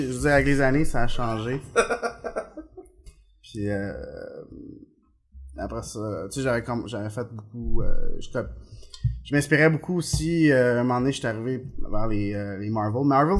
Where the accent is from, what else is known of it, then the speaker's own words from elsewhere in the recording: Venezuela; moved away; quand j'habitais au Venezuela, je suis né au Venezuela